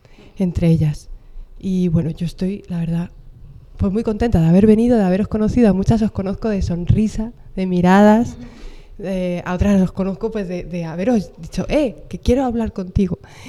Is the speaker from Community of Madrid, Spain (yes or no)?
yes; Coslada, Community of Madrid, Spain; now in Perales de Tajuña, Spain; yo me crié en Coslada, nací en Madrid y mis padres son de Santander y de León.